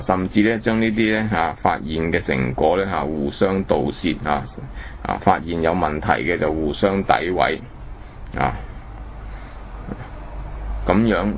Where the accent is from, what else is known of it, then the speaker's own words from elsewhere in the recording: China; 咁我哋中國人開出另外一種